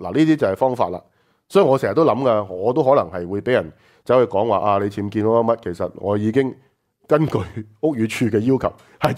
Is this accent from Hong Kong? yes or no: yes; Hong Kong; 我们香港人是没有 Plan B